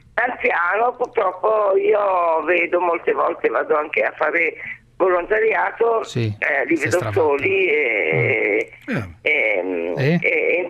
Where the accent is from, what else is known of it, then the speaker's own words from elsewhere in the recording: Pavia, Lombardy, Italy; sono di Pavia di origine